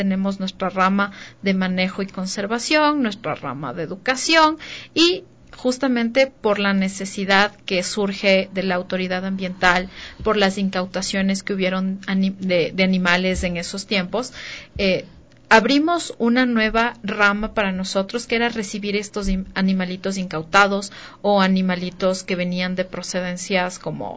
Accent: Ecuador; nosotros, como ecuatorianos, decimos, somos de los países más megadiversos, tenemos miles de especies en flora y fauna

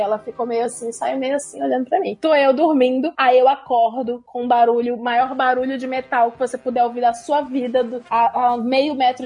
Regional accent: Ceará, Brazil; Aí, começava a associar com o Nordeste, porque eu sou do Ceará.

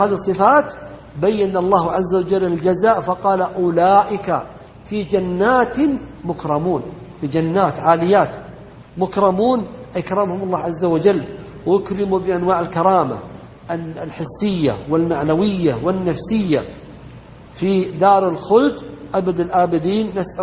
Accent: Saudi Arabia; وإما يذكر فيحمد أن بلدنا المملكة العربية السعودية أنها ردت ذلك

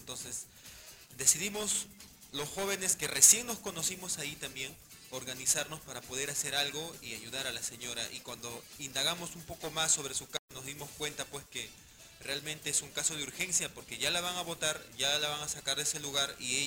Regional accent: Breña, Lima, Peru; Yo soy de Breña

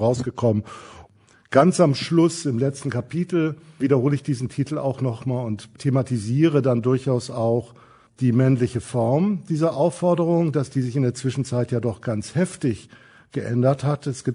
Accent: Kiel, Schleswig-Holstein, Germany; Ich komme, wie gesagt, aus Kiel, bin aufgewachsen

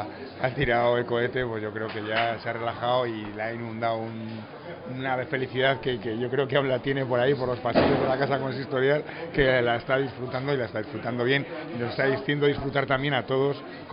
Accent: Navarre, Spain; lo leales que somos las navarras y los navarros a las tradiciones

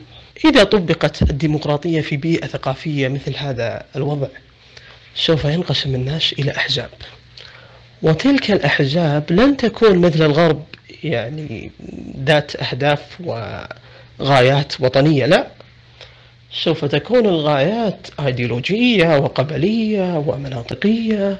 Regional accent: Saudi Arabia; عندنا في السعودية وسائل التواصل مفتوحة

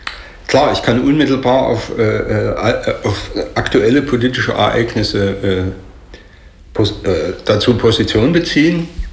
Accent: Saxony, Germany; Persönlich, ich fühle mich da persönlich angegriffen. Als Sachse sozusagen, ja.

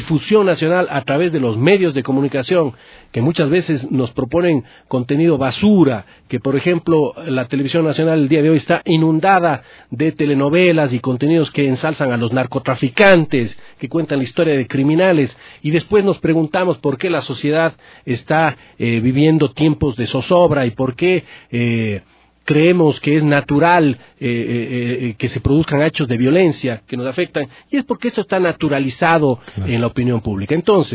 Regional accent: Cuenca, Azuay, Ecuador; born there; also born or lived in Paris; now in Quito, Ecuador; Nací en Cuenca en 1971 y resido en la ciudad de Quito desde 1997. Los últimos 2 años y medio como agregado cultural del Ecuador en Francia he estado residiendo en París.

